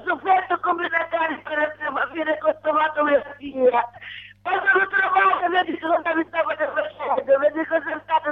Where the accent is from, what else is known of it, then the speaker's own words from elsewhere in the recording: Tunisia; moved away as an adult; now in Italy; 24 anni che sono scappata dalla Tunisia, non sono tornata.